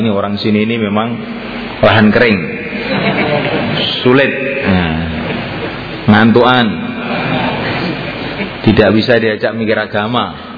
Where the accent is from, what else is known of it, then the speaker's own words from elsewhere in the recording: Java, Indonesia; Kita Jawa tidak boleh begitu.